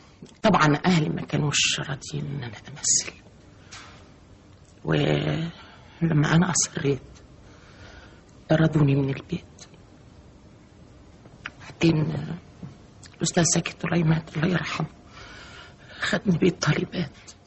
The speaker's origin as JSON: {"language": "Arabic", "region": "Upper Egypt", "country": "Egypt", "said": "أنا ست صعيدية، بنت صعيدية"}